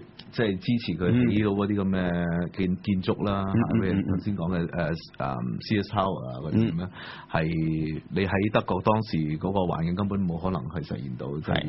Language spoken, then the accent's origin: Cantonese; North Point, Hong Kong; 我以前就係北角村，而家拆曬。